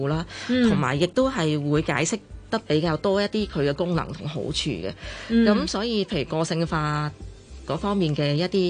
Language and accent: Cantonese; China; 即係我哋中國人都好講承傳。